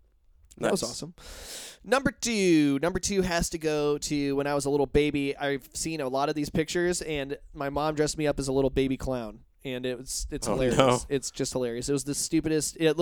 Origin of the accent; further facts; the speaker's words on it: Indiana, United States; growing up in Indiana, I was one of those kids that liked to try and scare other kids.